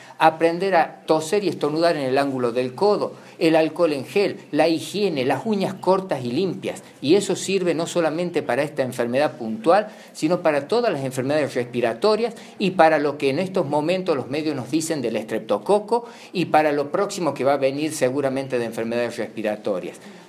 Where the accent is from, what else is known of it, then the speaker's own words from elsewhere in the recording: La Rioja, Argentina; no solamente como riojanos, como ciudadanos